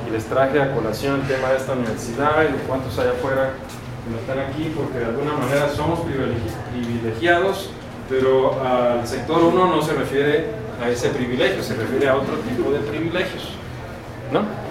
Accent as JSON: {"language": "Spanish", "town": "Mexicali", "region": "Baja California", "country": "Mexico", "said": "Pues yo soy de Tangamandapio, perdón, de Mexicali"}